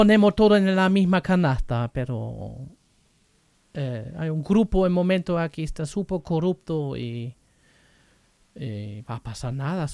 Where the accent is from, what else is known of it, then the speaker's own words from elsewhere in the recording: Germany; también de Alemania, porque soy alemán y claro, vas a ver noticias en alemán o leyendo